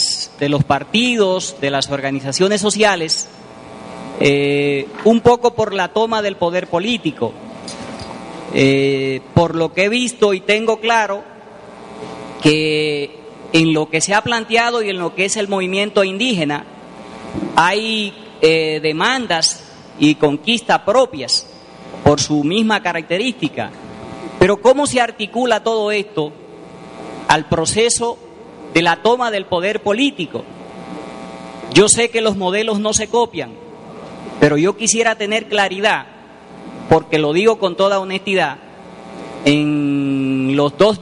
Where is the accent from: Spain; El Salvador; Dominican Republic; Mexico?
Dominican Republic; soy dominicano.